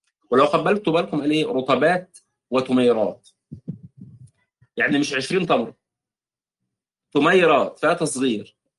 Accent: Egypt; او الكسكسي زي ما بيتقال في بعض عندنا في مصر

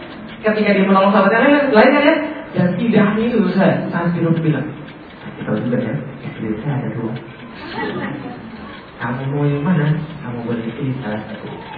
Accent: Palembang, South Sumatra, Indonesia; Saya orang Palembang, ngomong pakai bahasa Palembang.

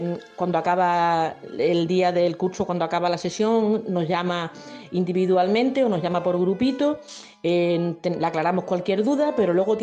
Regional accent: Alburquerque, Extremadura, Spain; soy de Alburquerque

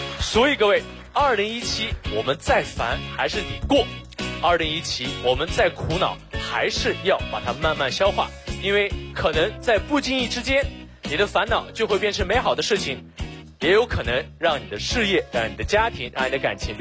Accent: Xinjiang, China; 我不是老外，我来自新疆，我是维吾尔族啊，就是和那个迪丽热巴特别火的民族。

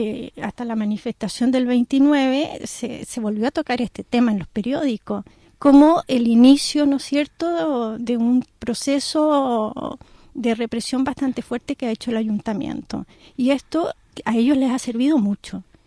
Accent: Chile; si tú piensas que somos extranjeros, que somos chilenos

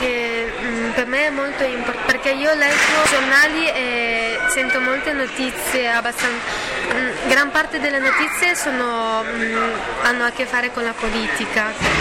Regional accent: China; now in Bologna, Italy; Dalla Cina.

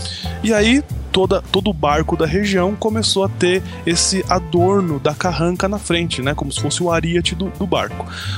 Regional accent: Brazil; vamos valorizar o que é nacional porque eu sou brasileiro.

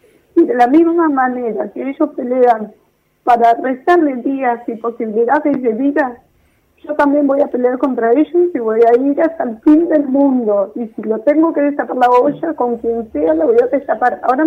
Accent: Florencio Varela, Buenos Aires Province, Argentina; porque yo ahí en Varela, somos de Varela, vivimos

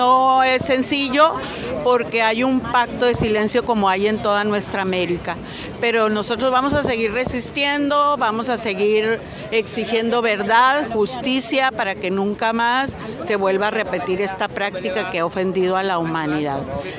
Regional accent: Mexico City, Mexico; soy originaria de México, de Ciudad de México

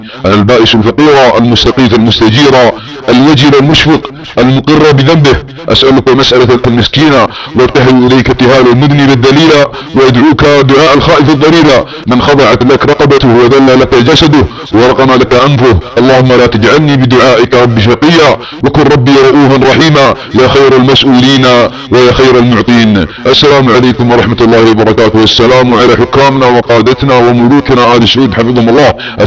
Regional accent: Saudi Arabia; تتدخل في امور بلادنا السعوديه

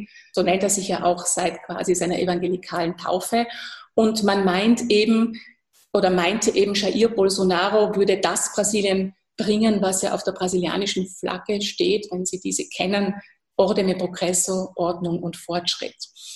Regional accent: Austria; das kann ich als Österreicherin durchaus verstehen

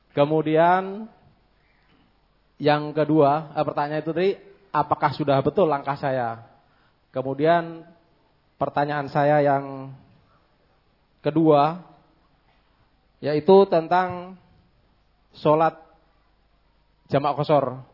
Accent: North Kalimantan, Indonesia; Saya dari Kalimantan Timur bagian utara. Kalau sekarang provinsi baru yaitu Kalimantan Utara. … salah seorang penduduk pulau kecil di Kalimantan Timur

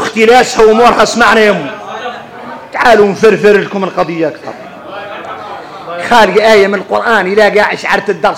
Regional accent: Mauritania; ولذلك ارك انت لو تخرصوا تفطروا ان احنا موريتاني لا يعملنا طيبين

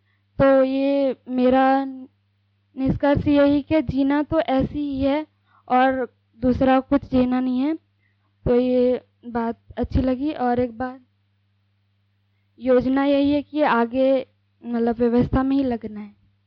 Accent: Raipur, Chhattisgarh, India; और मैं रायपुर से आई हूँ।

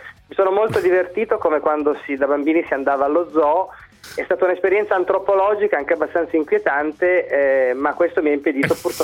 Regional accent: Turin, Piedmont, Italy; Ma io sono un torinese rosicone

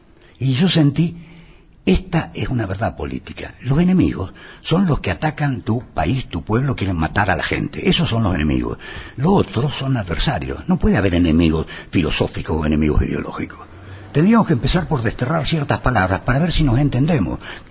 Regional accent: Argentina; Estoy tratando de ver si podemos entendernos como argentinos, aún siendo adversarios.

